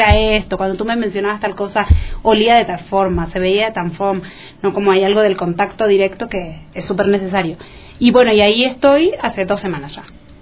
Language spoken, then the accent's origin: Spanish; Argentina; now in Venezuela; Yo soy argentina, pero vivo en Venezuela